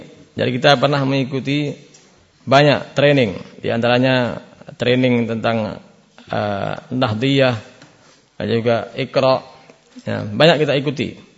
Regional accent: Java, Indonesia; Saya sendiri orang Jawa.

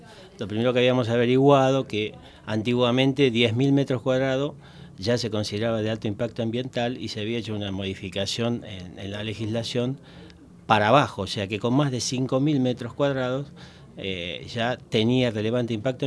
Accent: Argentina; Somos argentinos, después de todo.

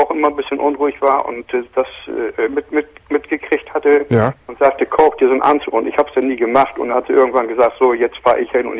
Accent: Bremen, Germany; ich bin hier vor 4 Jahren erst hergezogen, ich bin von Hause aus, bin ich Bremer

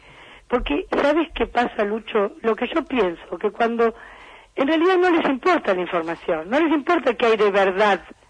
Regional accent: Argentina; esto se lo dice una editora como colega y como ciudadana argentina

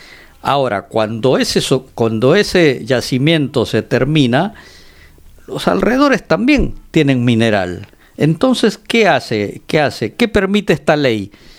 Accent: Peru; nosotros eso como peruanos lo sabemos recontra bien

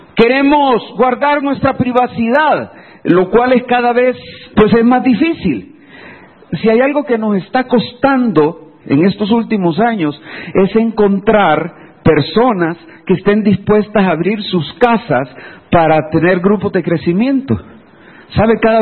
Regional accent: Santa Tecla, La Libertad, El Salvador; Hace muchos años, yo recuerdo en mi pueblo, ahí en Santa Tecla, todo el mundo nos conocíamos.

